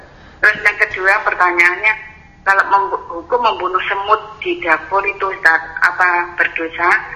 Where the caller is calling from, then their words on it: Kediri, East Java, Indonesia; dari Kediri. Apa itu? Di daerah saya itu masih daerah pertanian.